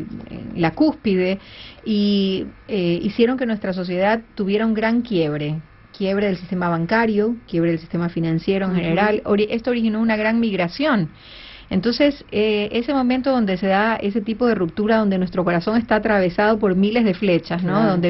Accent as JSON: {"language": "Spanish", "country": "Ecuador", "said": "gracias a todos ustedes por el interés en mi país"}